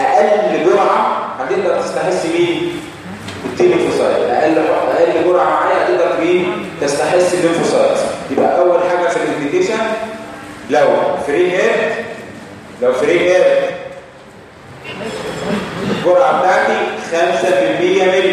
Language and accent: Arabic; Egypt; السيرفايكال تيوبركلين تيست ده اللي بنستخدمه عندنا في مصر